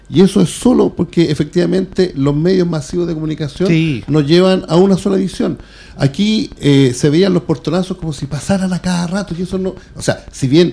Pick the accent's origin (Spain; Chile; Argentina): Chile; No, que yo soy chileno y yo defiendo.